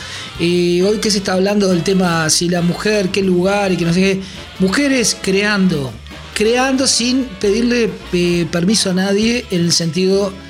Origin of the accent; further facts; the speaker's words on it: Uruguay; Somos uruguayos, pero somos orientales.